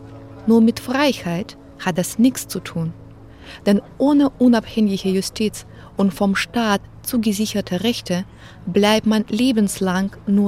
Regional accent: Belarus; In Deutschland und Weißrussland streite ich oft darüber, ob man auch in Weißrussland frei sein kann. Denn meine Heimat ist viel mehr als ein düsteres Abbild der bis vor kurzem letzten Diktatur Europas.

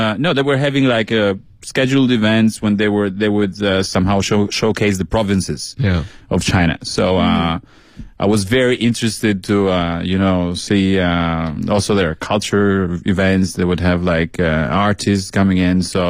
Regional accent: Albania; Albania. Well, your people.

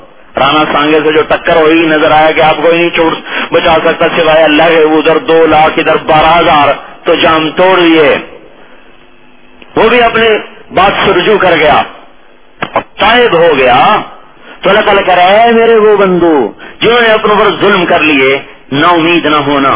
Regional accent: Khanewal, Punjab, Pakistan; چلو بھائی خانے وال چھوڑ دے، میرا ضلع خانے والا شاید آپ ناراض ہو جائیں

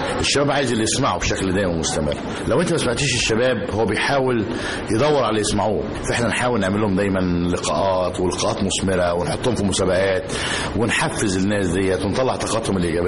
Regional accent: Egypt; لما تيجي مثلا للعلماء الطاقه عندنا في مصر

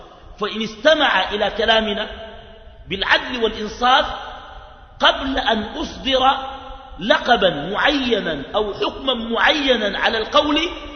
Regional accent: Sudan; وعندنا في السودان مشكلة، الموتى يحيون

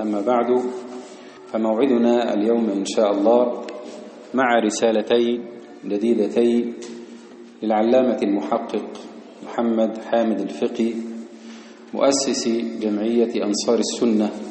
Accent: Egypt; ومحيي السنة في بلدنا مصر

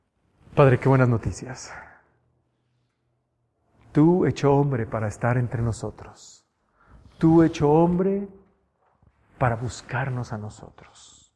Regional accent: Mexico; jamás en mi vida como mexicano había pensado algo así.

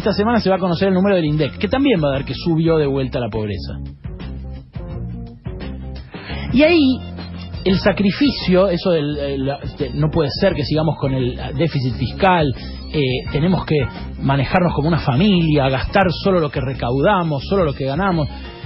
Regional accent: Argentina; terminás como nosotros, como los argentinos, cruzando ríos de mierda.

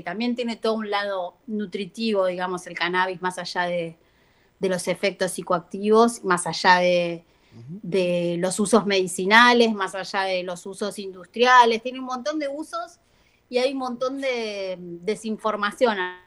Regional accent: Argentina; los dos directores somos argentinos

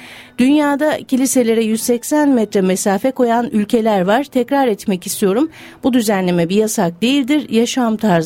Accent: Kasımpaşa, Istanbul, Turkey; Ben Kasımpaşa'da doğdum, büyüdüm. Beyoğlu'nun caddelerini, sokaklarını bilirim.

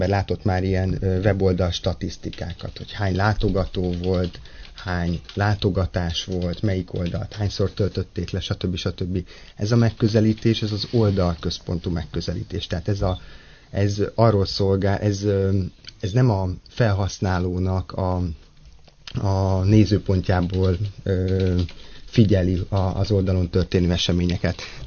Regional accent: Pécs, Baranya, Hungary; Pécsről származom, úgyhogy...

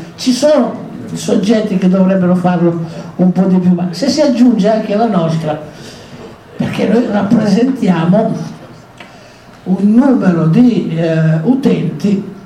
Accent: Alessandria, Piedmont, Italy; Io vengo da Alessandria

